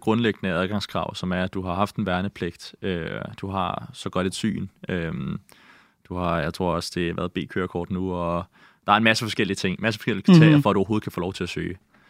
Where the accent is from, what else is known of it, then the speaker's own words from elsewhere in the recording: Copenhagen, Capital Region of Denmark, Denmark; also born or lived in Greenland; Jeg er vokset op på Amager, og jeg har boet 5 år i Grønland, da jeg var yngre, mellem jeg var 8 og 13.